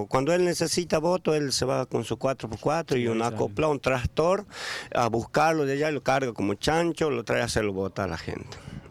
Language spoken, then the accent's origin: Spanish; Chaco, Argentina; Yo soy argentino, soy nacido y criado, nacido y malcriado, como se dice el dicho, en la zona chaqueña, en la criolla.